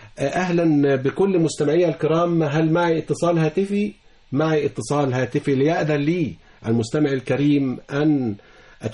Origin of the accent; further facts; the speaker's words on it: Cairo, Cairo Governorate, Egypt; احنا عندنا في القاهره بنقول جنيه،